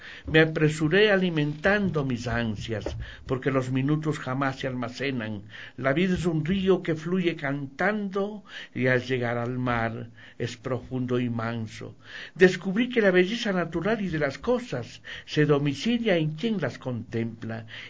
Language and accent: Spanish; Riobamba, Chimborazo, Ecuador; hablo de Riobamba, que es mi tierra, hablo del país, del Ecuador